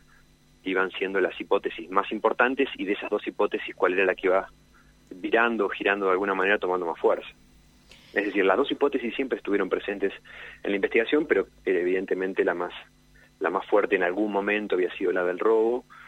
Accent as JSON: {"language": "Spanish", "region": "Neuquén", "country": "Argentina", "said": "soy neuquino, vivo separado de un puente de la ciudad de Cipolletti."}